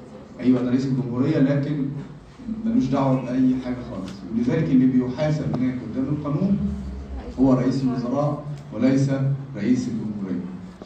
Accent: Egypt; احنا عندنا في مصر احنا عندنا الثلاث سلطات منفصلين عن بعض

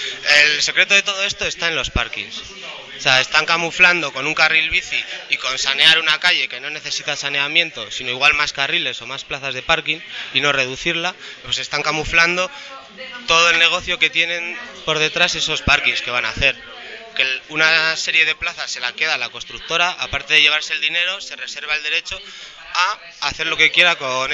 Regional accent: Burgos, Castile and León, Spain; moved away as an adult; Entonces yo me fui de Burgos, pero vengo casi todos los fines de semana, sigo haciendo mi vida en Burgos porque a mí me gustaría trabajar en Burgos

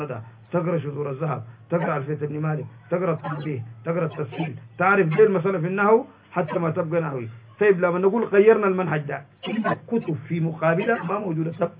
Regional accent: Sudan; عشان كده كل يوم هسه عندنا في السودان

